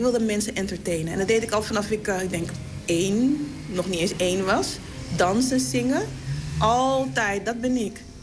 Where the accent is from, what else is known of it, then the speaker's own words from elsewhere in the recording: Amsterdam, North Holland, Netherlands; Dat ik wil laten zien van, hey, ik kom uit de Bijlmer en dit is wat we waard zijn.